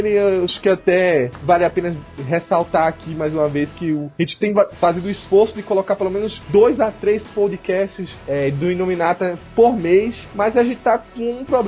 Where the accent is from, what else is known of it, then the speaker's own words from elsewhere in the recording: Pernambuco, Brazil; now in São Paulo, Brazil; eu também sou de Pernambuco, mas já moro em São Paulo há bastante tempo.